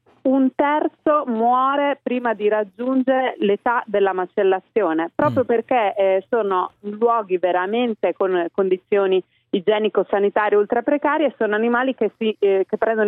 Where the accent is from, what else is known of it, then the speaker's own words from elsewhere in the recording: Emilia-Romagna, Italy; oltretutto sono romagnola